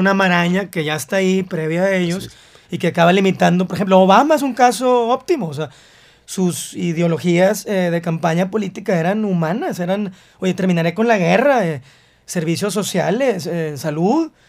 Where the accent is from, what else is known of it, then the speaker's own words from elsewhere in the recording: Mexico; estamos juntos porque somos mexicanos, porque si no somos mexicanos, ¿qué somos?